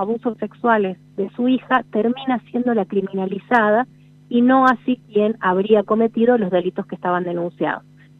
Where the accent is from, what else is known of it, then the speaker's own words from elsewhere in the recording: La Rioja, Argentina; Sí, soy de La Rioja, escribo para un medio nacional